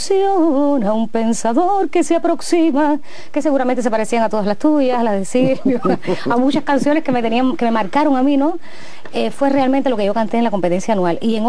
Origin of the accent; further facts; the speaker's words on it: Havana, Cuba; Muchas personas piensan que yo soy del campo, pero bueno, yo creo que lo soy de raíz, pero nací en La Habana.